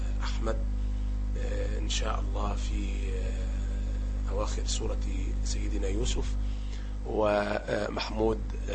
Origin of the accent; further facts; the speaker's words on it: Tarut, Sharqia Governorate, Egypt; نسبة إلى قريتي، قرية طاروط، مركز زقازيق، محافظة الشرقية التي أقيم بها. تاريخ الميلاد 29/4/65